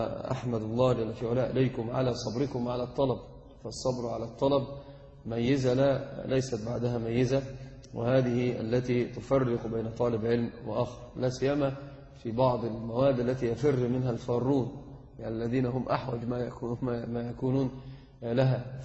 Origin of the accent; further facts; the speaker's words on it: Egypt; إحنا بس فقط عندنا في مصر هو يعدون الـ1 والـ2.